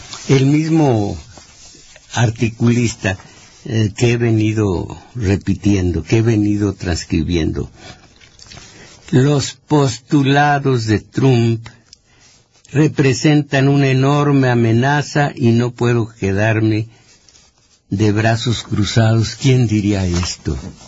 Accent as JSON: {"language": "Spanish", "country": "Mexico", "said": "Soy mexicano como lo son, como mexicanos lo son todos ustedes."}